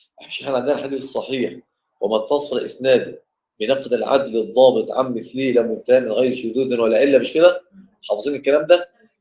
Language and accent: Arabic; Mansoura, Dakahlia, Egypt; يعني احنا عندنا في المنصوره